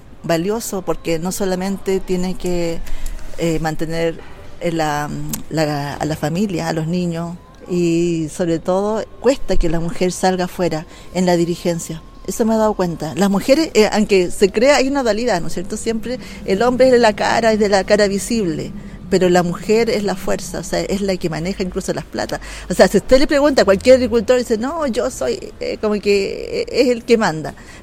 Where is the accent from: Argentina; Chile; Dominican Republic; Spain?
Chile; Arica, Arica y Parinacota; Soy ariqueña, nacida y criada en Arica, de padres bolivianos, primera generación de chilenos.